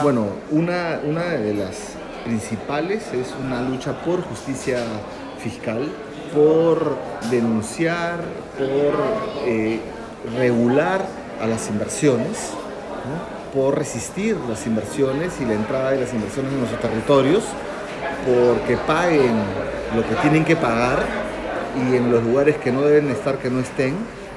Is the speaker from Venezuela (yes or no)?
no; Peru; soy peruano, soy coordinador de la Red Latinoamericana por Justicia Económica y Social